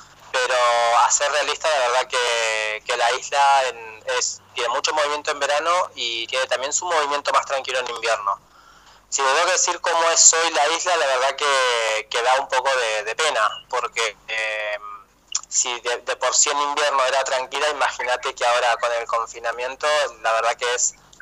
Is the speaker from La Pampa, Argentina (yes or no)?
yes; Santa Rosa, La Pampa, Argentina; No, a ver, yo soy santarroseño. Nací en Santa Rosa, soy pampeano.